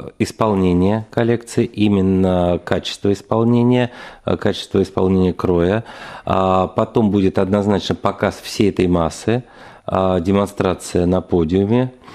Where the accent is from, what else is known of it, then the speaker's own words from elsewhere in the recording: Moscow, Russia; На мой взгляд, даже намного лучше московских, многих. Это я вот говорю как москвич